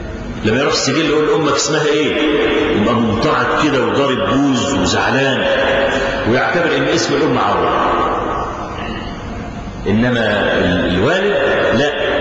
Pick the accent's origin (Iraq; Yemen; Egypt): Egypt; إحنا عندنا في مصر